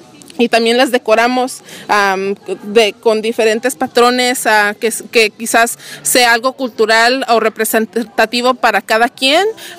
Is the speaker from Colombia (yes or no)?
no; Santa Ana, California, United States; Yo creciendo aquí en Santana, llegué aquí en 1999 aquí crecí en Downtown, que es en la crecí en la Santana Boulevard y la Minter.